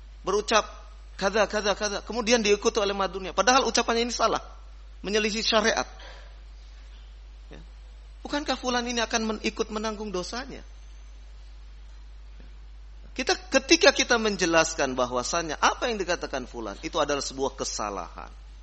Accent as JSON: {"language": "Indonesian", "region": "West Java", "country": "Indonesia", "said": "Saya orang Sunda tapi bisa menyebut F. Jangan kira orang Sunda tidak bisa mengucapkan F."}